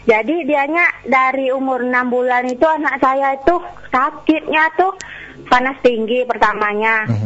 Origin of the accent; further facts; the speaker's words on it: Ambon, Maluku, Indonesia; now in Jambi, Indonesia; Saya dari Ambon di Jambi.